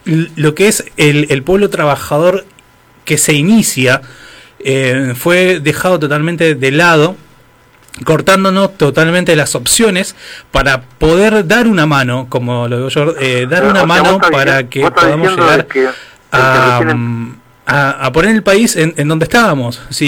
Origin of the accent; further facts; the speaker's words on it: Argentina; Uno como argentino y sintiéndose patriota como me enseñó mi viejo, ¿no? De ser argentino y sentirse argentino